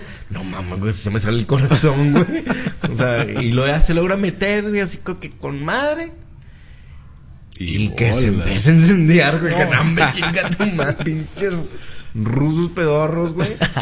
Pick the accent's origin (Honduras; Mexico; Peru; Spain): Mexico; Pues yo soy aquí, en México.